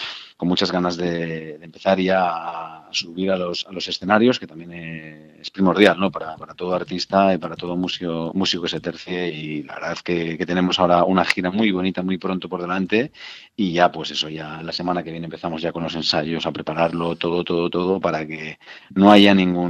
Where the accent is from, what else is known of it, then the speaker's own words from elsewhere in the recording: Valencia, Valencian Community, Spain; Nosotros somos de Valencia y lo bonito es terminar, ¿no? En Valencia.